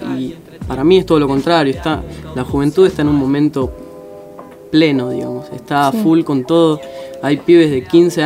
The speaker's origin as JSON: {"language": "Spanish", "town": "Garín", "region": "Buenos Aires Province", "country": "Argentina", "said": "De Garín. Soy de Garín."}